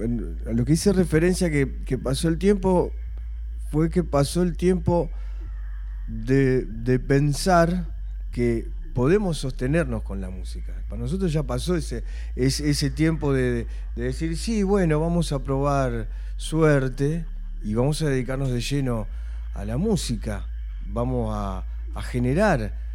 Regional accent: Berisso, Buenos Aires Province, Argentina; born there; sí, nacimos en Berisso, pero hay que ver cuál fue realmente la concepción

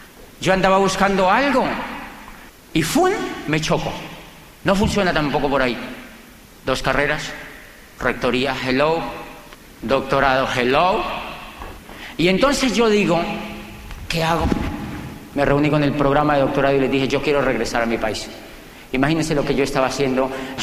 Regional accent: Colombia; Y yo le dije, yo vengo de Colombia.

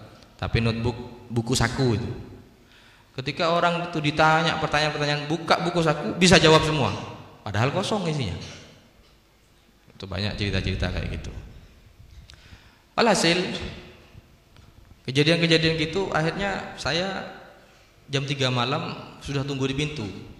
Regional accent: Indonesia; saya dari Indonesia ya, waktu itu masih baru. Ya pakai bahasa Indonesia saya. Pakai bahasa Madura.

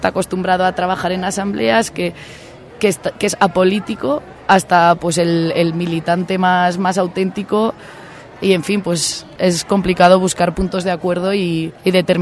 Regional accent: Spain; poderles transmitir un poco de lo que ha pasado y está pasando por ahí, por mi tierra. Pues ahora mismo la sociedad española es una sociedad que está muy, muy convulsionada

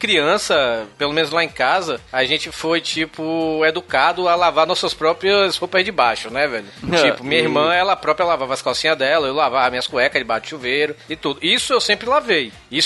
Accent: Bahia, Brazil; eu sou baiano, descendente de negros, tenho um pé na senzala

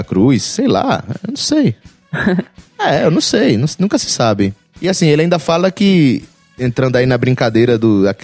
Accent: Recife, Pernambuco, Brazil; now in Vancouver, Canada; eu vim de Recife e a gente tem lá a maior avenida em linha reta da América Latina.

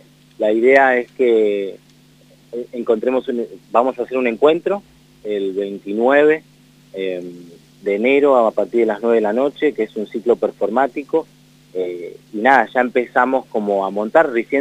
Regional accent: La Matanza, Buenos Aires Province, Argentina; oriundo, sí, en La Matanza, ciudad de Evita, en Buenos Aires, provincia de Buenos Aires.

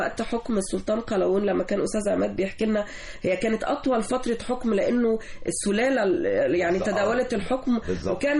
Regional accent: Egypt; هي جزء من حضارتنا نحن كمصريين

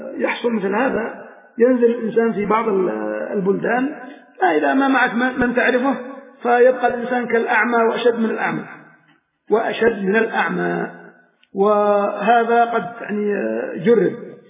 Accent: Aden, Yemen; نساءكم عندنا في عدن مكنوا ليأخذهم من عدن

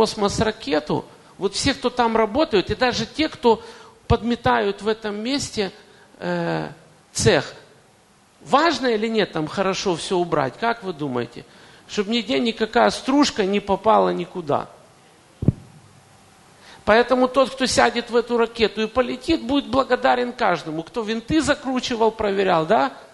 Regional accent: Kyiv, Ukraine; несмотря на то, что я коренной киевлянин, там родился и вырос

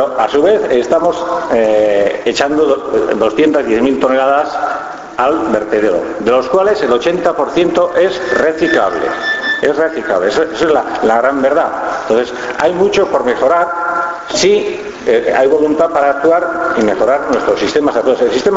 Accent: Usurbil, Basque Country, Spain; yo soy de Usurbil

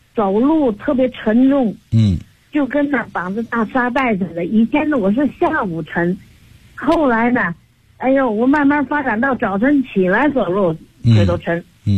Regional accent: Tianjin, China; 我是您的那个新学员吧，就算那个我是天津的。

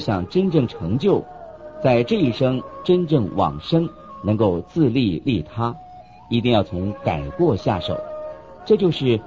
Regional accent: China; 我们中国人常常自夸有5000年的历史

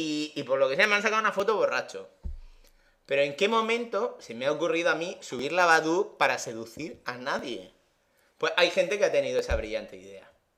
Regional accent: Region of Murcia, Spain; yo soy muy murciano

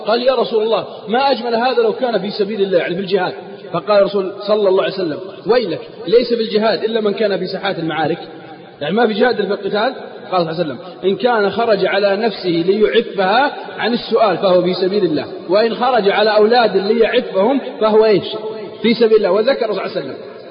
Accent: Al-Qassim, Saudi Arabia; عندنا في القصيم يقول مالي شغل

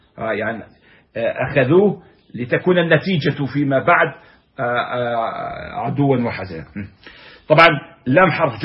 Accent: Palestine; ومرج عامر عندنا في فلسطين هنا في بلادنا في بلاد الشام

